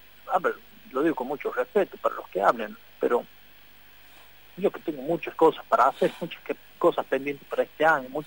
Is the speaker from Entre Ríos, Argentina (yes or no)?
no; La Rioja, Argentina; incluso yo como riojano, porque yo también soy un riojano que voto acá en La Rioja